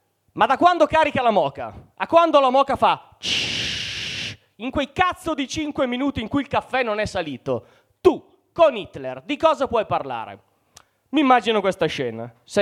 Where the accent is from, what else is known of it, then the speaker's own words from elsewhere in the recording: Mantua, Lombardy, Italy; avevo 20 anni, quindi parliamo di 19 anni fa, facevo l'università a Parma, io sono di Mantova, quindi Parma era molto comoda